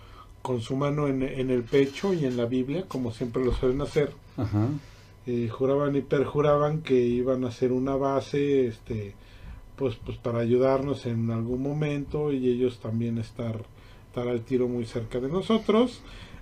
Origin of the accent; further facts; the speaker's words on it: Mexico; Claro que soy mexicano.